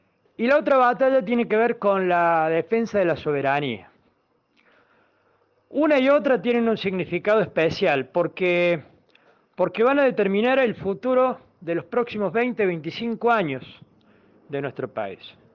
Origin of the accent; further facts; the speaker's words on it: Argentina; son los mismos motivos que hoy nos toca enfrentar como pueblo argentino.